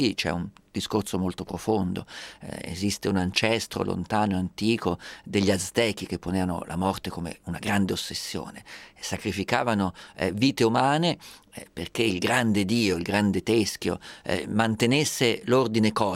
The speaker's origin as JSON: {"language": "Italian", "town": "Perugia", "region": "Umbria", "country": "Italy", "said": "io sono perugino"}